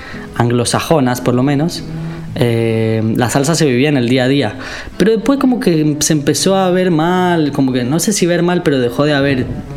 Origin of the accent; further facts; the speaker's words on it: Costa Rica; moved away as an adult; Para mí se me abrió la cabeza muy grande cuando salí de Costa Rica y empecé a ver la cantidad de música popular que hay en Latinoamérica.